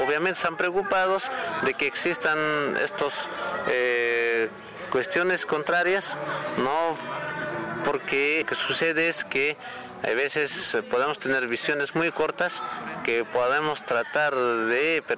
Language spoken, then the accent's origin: Spanish; Bolivia; nosotros como bolivianos tenemos la causa marítima que estamos demandando